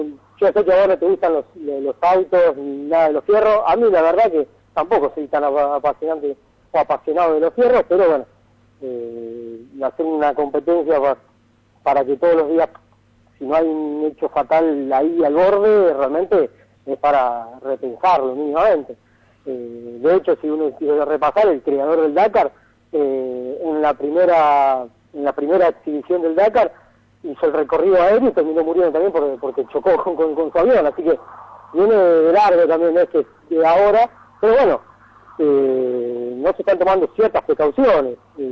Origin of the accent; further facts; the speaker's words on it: Santa Fe, Argentina; Vengo de Santa Fe, que son bastante amantes de lo que son los fierros